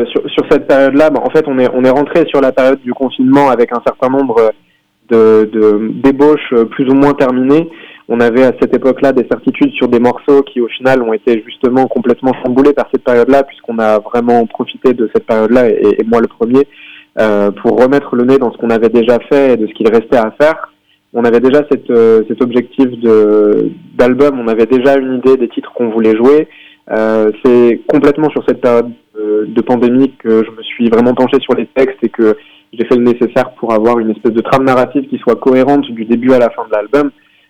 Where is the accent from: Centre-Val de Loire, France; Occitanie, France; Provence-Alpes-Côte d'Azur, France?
Centre-Val de Loire, France; Tours; on est de Tours à proprement parler, on est vraiment en plein milieu pour le coup.